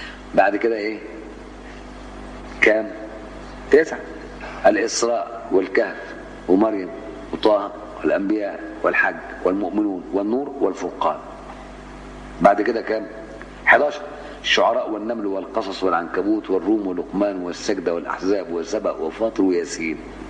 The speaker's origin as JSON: {"language": "Arabic", "town": "Cairo", "region": "Cairo Governorate", "country": "Egypt", "said": "وكنت أروح ميدان الأوبرا في مصر وأنا قاهري"}